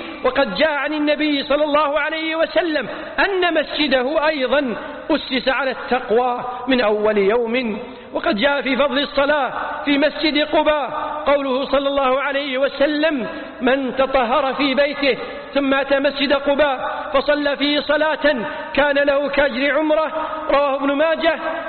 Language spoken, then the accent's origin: Arabic; Kuwait; وأتمم لبلدتنا الكويت الأمن والأمان، واحفظها من كل شر وخذلان